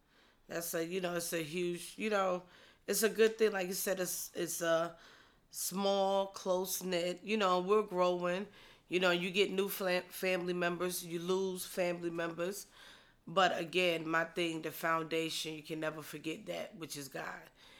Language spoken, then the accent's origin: English; North Carolina, United States; Like I said, I'm from North Carolina.